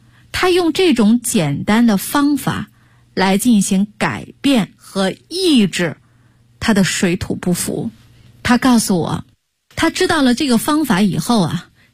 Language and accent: Chinese; North China, China; 因为本身我就是北方人啊